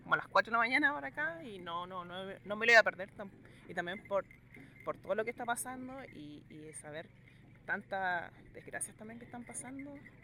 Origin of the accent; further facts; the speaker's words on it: Concepción, Biobío, Chile; Bueno, yo soy de Conce.